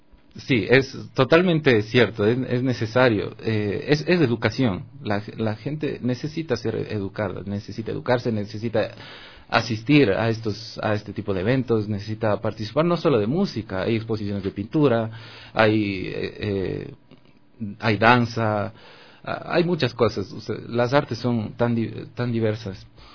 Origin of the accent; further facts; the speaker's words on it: Cuenca, Azuay, Ecuador; now in Quito, Ecuador; De Cuenca, nací en la ciudad de Cuenca.